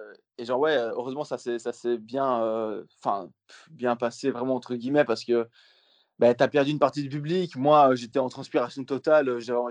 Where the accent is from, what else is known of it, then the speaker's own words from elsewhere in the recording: Rochefort, Wallonia, Belgium; je Rochefort, et je dis, ouais, je suis belge, en fait, tu vois.